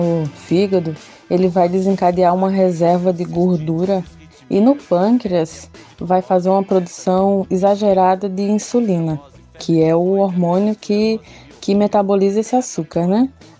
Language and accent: Portuguese; Pernambuco, Brazil; Como boa pernambucana e nascida e criada na Zona da Mata, região também da cana-de-açúcar